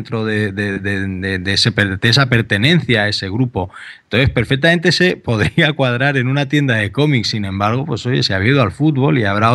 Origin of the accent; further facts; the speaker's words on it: Albacete, Castilla-La Mancha, Spain; yo soy de Albacete